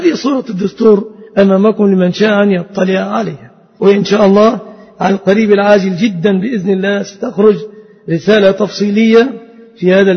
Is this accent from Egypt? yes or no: yes; Egypt; فنسأل الله أن يحفظ بلادنا مصر